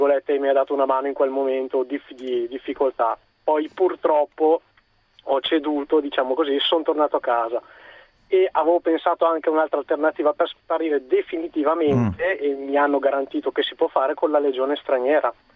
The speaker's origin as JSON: {"language": "Italian", "town": "Bergamo", "region": "Lombardy", "country": "Italy", "said": "io sono di Bergamo"}